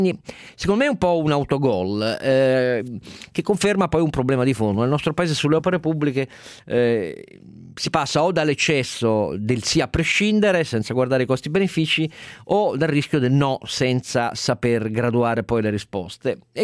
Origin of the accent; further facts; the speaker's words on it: Turin, Piedmont, Italy; Sono torinese